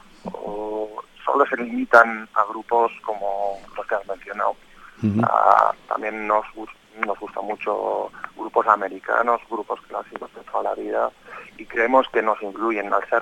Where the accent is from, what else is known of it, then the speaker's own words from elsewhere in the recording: Amorebieta, Basque Country, Spain; por nuestra zona, que somos de Amorebieta, de alrededor